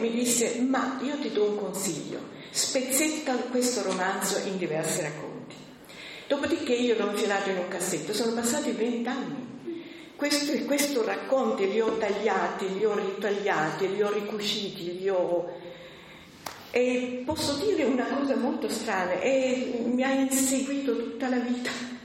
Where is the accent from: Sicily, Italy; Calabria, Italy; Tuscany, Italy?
Sicily, Italy; moved away; io vengo dalla Sicilia. Dite voi come si è accorta. Bisogna dire che io sono andata via dalla Sicilia nel 52, quindi è un periodo abbastanza lungo, e non sono più tornata.